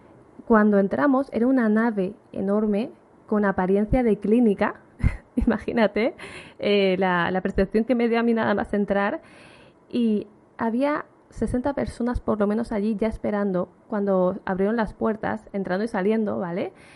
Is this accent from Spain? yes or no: yes; Alicante, Valencian Community, Spain; Yo soy de Alicante, no sé si te lo he dicho.